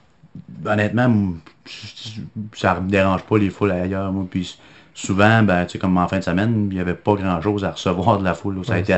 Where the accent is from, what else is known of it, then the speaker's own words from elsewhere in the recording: Saint-Victor, Quebec, Canada; Oui, je viens du beau petit village de Saint-Victor-le-Beauce.